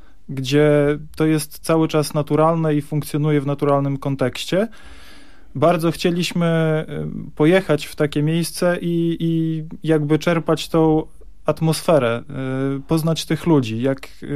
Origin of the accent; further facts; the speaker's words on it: Bartoszyce, Warmian-Masurian Voivodeship, Poland; now in Gdynia, Poland; Tak, pochodzę z warmińsko-mazurskiego, z Bartoszyc. To w zasadzie nie jest ani Warmia, ani Mazury. U nas się na to mówi, że to jest Warmia, bo nie są to Mazury, ale tak naprawdę to są po prostu Prusy. Mieszkam natomiast na co dzień w Gdańsku. W Gdyni w zasadzie